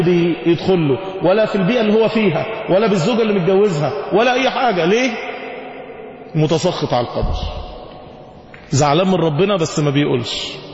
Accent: Egypt; احنا كشعوب واحنا كمصريين لما بتتصدم ما بتعرفش تعمل رد فعل.

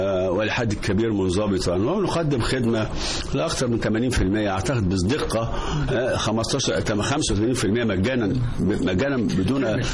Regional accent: Egypt; ما احنا مصريين اهو

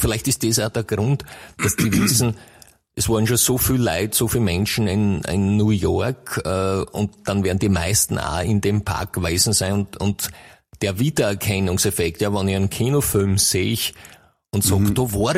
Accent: Styria, Austria; now in Vienna, Austria; ich meine, ich komme ja aus der Steiermark ursprünglich und das heißt ja die grüne Steiermark, ja.

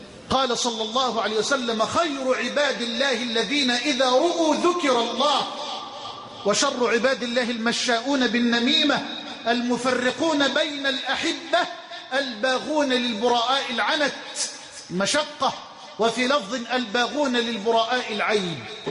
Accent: Egypt; بلدنا مصر

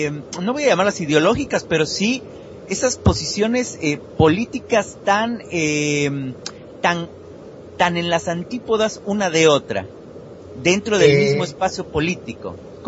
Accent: Mexico; Yo soy mexicano, ¿no?

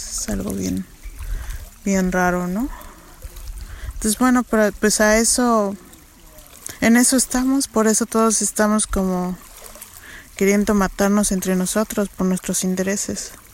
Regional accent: San Esteban Atatlauca, Oaxaca, Mexico; moved away as an adult; Soy de San Esteban Atatlauca, Tlaxiaco, Oaxaca. Esto es en México y tengo 37 años.

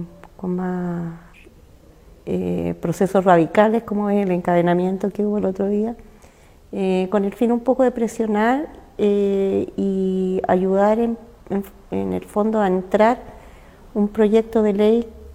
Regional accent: Chile; No, aquí al parecer no somos todos chilenos con las mismas, en el fondo, ni garantías ni beneficios.

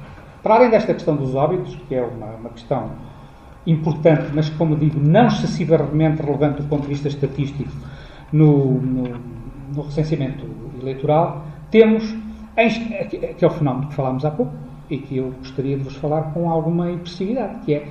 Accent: Portugal; é uma característica tão nossa, de gostarmos de ter qualquer documentozito que nos acredite como portugueses

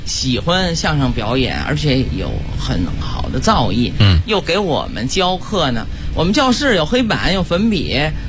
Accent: Beijing, China; 哎，对，你这么巧，我是北京人。

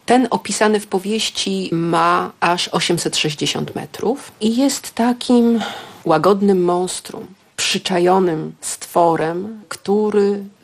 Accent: Gdańsk, Pomeranian Voivodeship, Poland; ja dorastałam na Gdańskim Przymorzu i ta historia, którą opowiadam, to jest historia widziana z perspektywy falowca, dosłownie widziana z 10. piętra

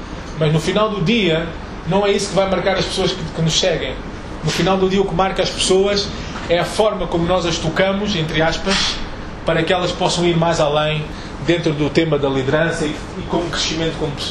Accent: Angola; sou angolano, nasci em Angola em 75, tenho 38 anos

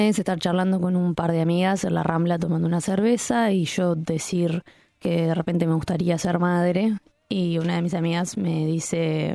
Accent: Uruguay; no iba a vivir una crisis de agua en mi país, donde que me crié pensando en el Uruguay de aguas disponibles

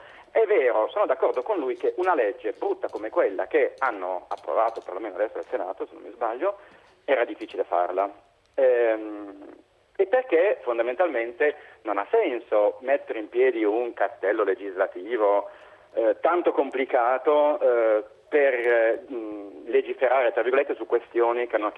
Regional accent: Trieste, Friuli-Venezia Giulia, Italy; Io che sono di Trieste

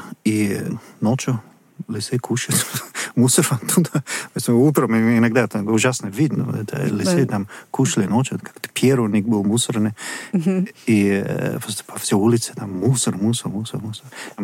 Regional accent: Bristol, South West England, United Kingdom; мне очень нравится там одно место в Бристоле, мой родной город, называется Cabot Tower.

